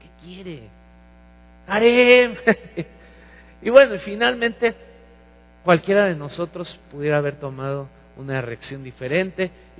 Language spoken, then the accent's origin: Spanish; Mexico; Somos curiositos los mexicanos.